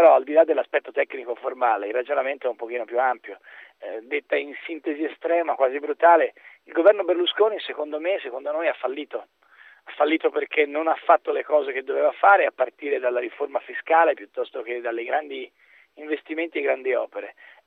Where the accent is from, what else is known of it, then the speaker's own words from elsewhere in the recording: Florence, Tuscany, Italy; sarà che sono nato e cresciuto a Firenze, quindi come tale ritengo questa città un patrimonio straordinario